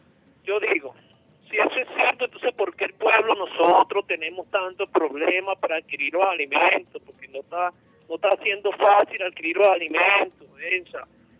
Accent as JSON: {"language": "Spanish", "country": "Venezuela", "said": "nosotros como venezolanos estamos pasando, o sea, trabajo, estamos pasando dificultad."}